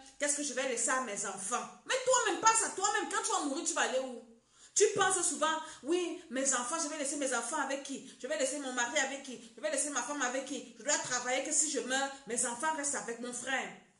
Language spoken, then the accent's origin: French; Cameroon; comme on dit chez nous au Cameroun.